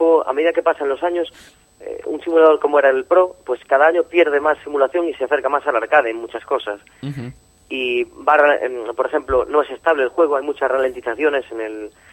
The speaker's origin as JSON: {"language": "Spanish", "town": "Ourense", "region": "Galicia", "country": "Spain", "said": "de Urense."}